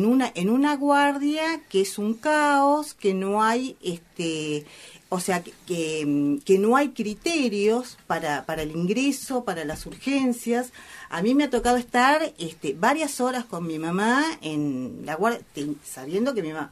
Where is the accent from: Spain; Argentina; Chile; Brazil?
Argentina; Buenos Aires; Nosotros que somos de Caballito